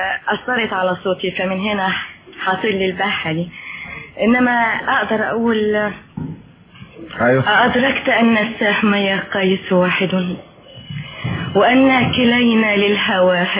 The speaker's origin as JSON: {"language": "Arabic", "town": "Tanta", "region": "Gharbia", "country": "Egypt", "tie": "born or raised there", "said": "لا بلدي طنطا"}